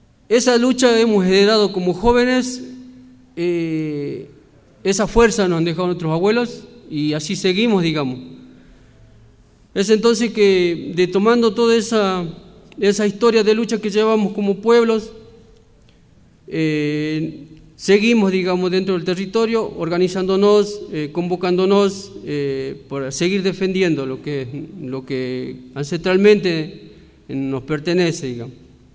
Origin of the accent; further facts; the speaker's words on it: Salinas Grandes, Jujuy, Argentina; después hay un levantamiento también en Salinas Grandes, de donde vengo, por la defensa de la sal